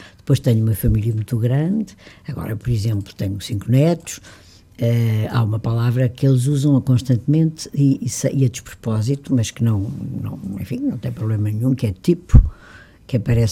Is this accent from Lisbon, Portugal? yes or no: yes; Lisbon, Portugal; Eu digo que eu adoro a minha cidade, não é por ser o grande centro, nem a capital, é a minha terra, é onde eu nasci.